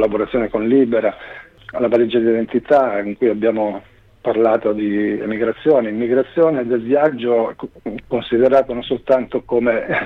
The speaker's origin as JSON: {"language": "Italian", "town": "Strongoli", "region": "Calabria", "country": "Italy", "said": "Abbiamo suonato in particolare in provincia di Crotone, Strongoli, che è il mio paese d'origine"}